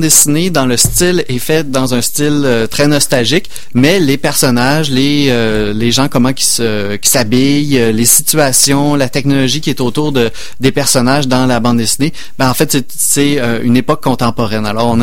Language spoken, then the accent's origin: French; Quebec, Canada; En tant que Québécois, on vit quand même dans une Amérique là